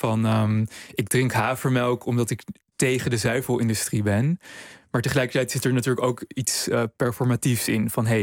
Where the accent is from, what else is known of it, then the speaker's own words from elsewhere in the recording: Amsterdam, North Holland, Netherlands; Nou, ik ben zelf opgegroeid in Amsterdam en ik studeerde tijdens de crisisjaren.